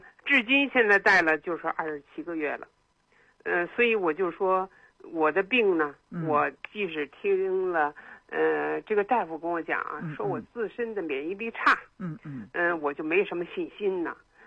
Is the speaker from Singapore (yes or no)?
no; Beijing, China; 我是北京人